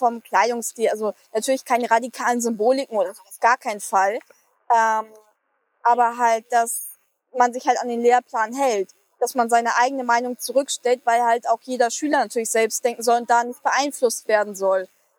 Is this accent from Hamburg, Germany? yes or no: yes; Hamburg, Germany; Und ich bin ja selber auch in Hamburg groß geworden.